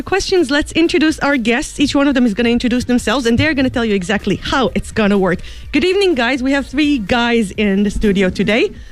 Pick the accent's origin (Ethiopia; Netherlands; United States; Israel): Israel; because they're from my home country of Israel